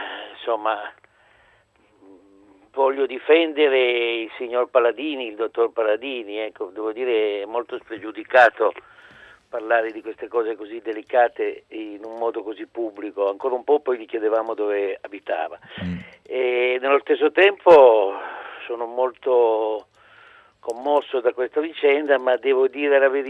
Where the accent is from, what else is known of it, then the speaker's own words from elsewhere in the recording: Turin, Piedmont, Italy; io poi sono torinese, insomma, me lo ricordo